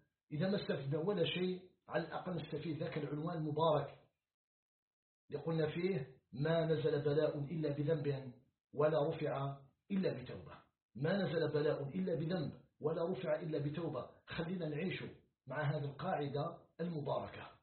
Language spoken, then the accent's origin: Arabic; Algeria; في خضم هذه المحنة التي يعيشها العالم بأسره، ومن بينها بلدنا الجزائر.